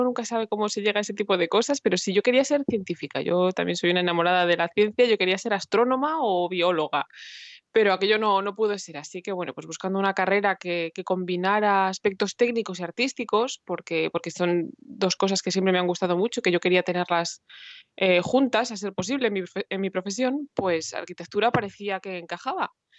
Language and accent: Spanish; Madrid, Community of Madrid, Spain; Yo soy originalmente de Madrid